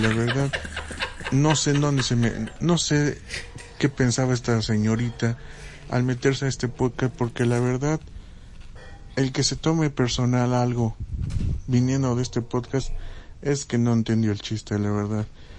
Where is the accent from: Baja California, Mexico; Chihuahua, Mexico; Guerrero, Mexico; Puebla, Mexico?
Puebla, Mexico; yo como poblano, yo creo que algunos poblanos que también me han de escuchar